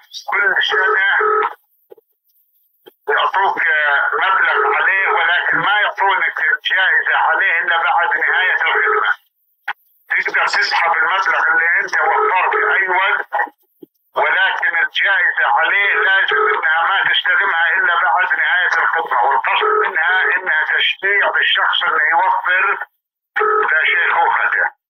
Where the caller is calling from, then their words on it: Saudi Arabia; أنا أكلمك من السعودية، عندي سؤال.